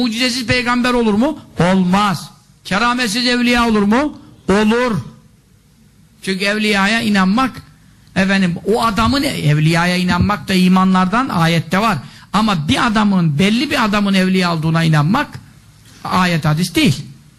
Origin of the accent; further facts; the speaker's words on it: Samsun, Turkey; Memleketim benim. Annem oralı, dedem hep oralı. Samsun tarafındanız